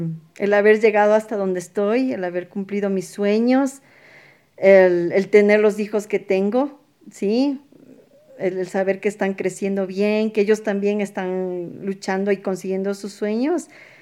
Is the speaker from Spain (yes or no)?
no; Ecuador; por algo somos ecuatorianos, digo, ¿no?